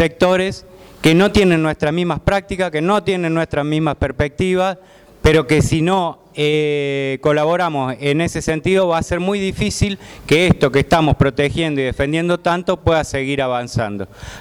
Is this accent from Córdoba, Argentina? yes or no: yes; Córdoba, Argentina; en el caso de la compañera que viene de Neuquén o yo que vengo de Córdoba